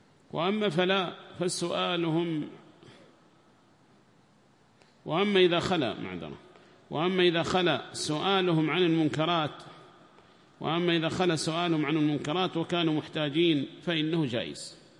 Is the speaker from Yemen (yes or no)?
yes; Yemen; وهكذا عندنا في اليمن